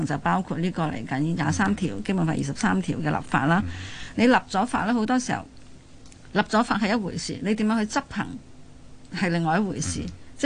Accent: Hong Kong; 即是我們香港人始終都關心香港的部分

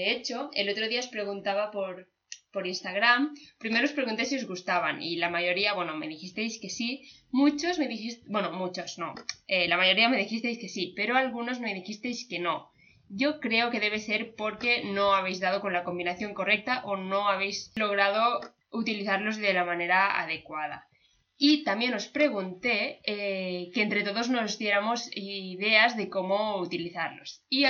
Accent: Balearic Islands, Spain; ya sabéis que somos de Menorca

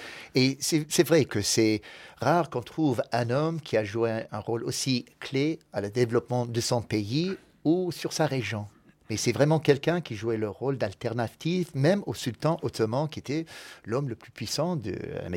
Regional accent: United States; French is a second language; Je suis américain.

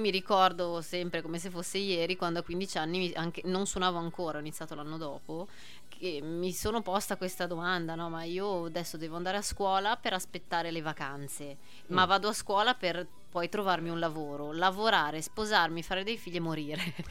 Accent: Genoa, Liguria, Italy; moved away; io sono di Genova, me ne sono andata da Genova per seguire la musica

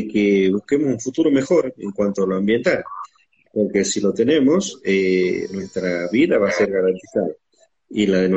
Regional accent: Palpalá, Jujuy, Argentina; born there; En Palpalá, Jujuy, a 15 kilómetros de San Salvador.

